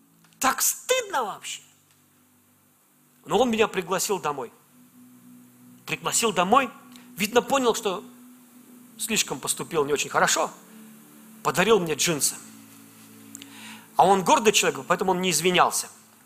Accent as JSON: {"language": "Russian", "town": "Velikiye Luki", "region": "Pskov Oblast", "country": "Russia", "tie": "born there", "said": "оказалось, что он из города, откуда, где родился я, из Великих Луг."}